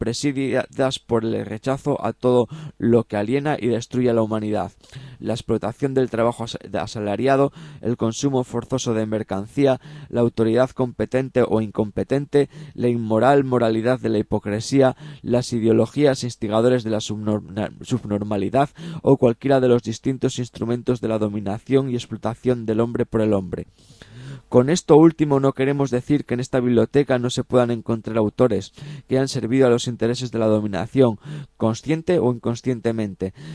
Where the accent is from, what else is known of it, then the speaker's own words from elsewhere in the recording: Asturias, Spain; de las cosas interesantes que se hacen en mi tierra, ¿no? También pues tenemos pues bueno, pues comentaros, también aprovechamos ya que estamos hablando de Asturias